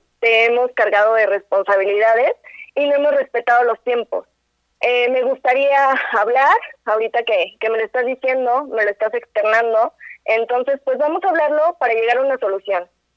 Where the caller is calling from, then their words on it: Amecameca, State of Mexico, Mexico; De Amecameca.